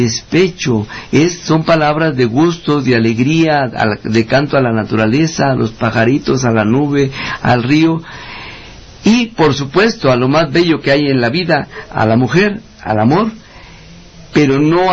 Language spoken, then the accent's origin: Spanish; Huasteca, Mexico; born there; soy el único oaxaqueño nacido en la Huasteca.